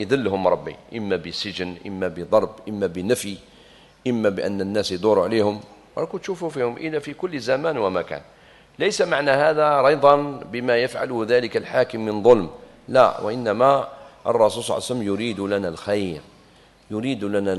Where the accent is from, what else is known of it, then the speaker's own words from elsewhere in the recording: Algeria; جابنا الاستقلال في بلادنا الجزائر